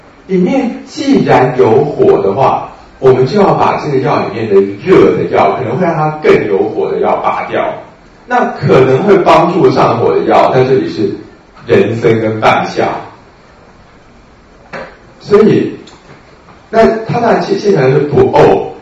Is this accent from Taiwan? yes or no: yes; Taiwan; 因为我们台湾人真的习惯了柴胡的用量大概3000-2000吧